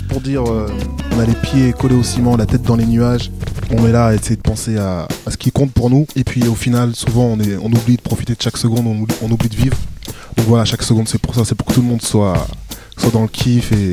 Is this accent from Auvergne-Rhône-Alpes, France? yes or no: yes; Lyon, Auvergne-Rhône-Alpes, France; ça fait un petit moment que je rappe dans la région lyonnaise. Enfin, moi, je viens de Lyon